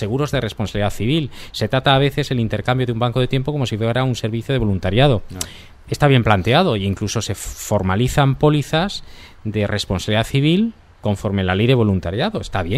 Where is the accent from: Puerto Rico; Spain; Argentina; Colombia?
Spain; San Lorenzo de El Escorial, Community of Madrid; Yo soy de allí, de San Lorenzo del Escorial